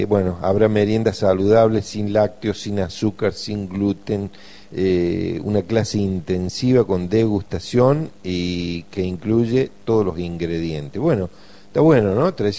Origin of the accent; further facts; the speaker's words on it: Argentina; sino que nos interesan simplemente como argentinos o como personas que vivimos en esta parte sur del continente.